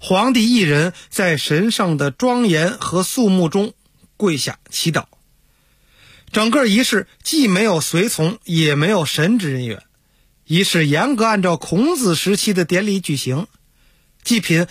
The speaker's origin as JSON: {"language": "Chinese", "region": "Beijing", "country": "China", "tie": "born or raised there", "said": "我小时候在天坛里没少练功啊，抻筋压腿喊嗓子啊"}